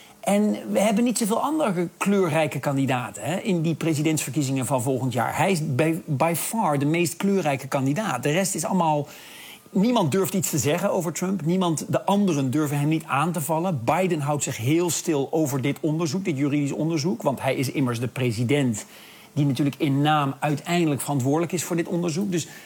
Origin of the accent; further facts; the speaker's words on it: Netherlands; Ja, ik luister hier ook een beetje als een Nederlander naar. Ik bedoel, onze Nederlandse aanvalsplannen op Duitsland zijn strikt geheim.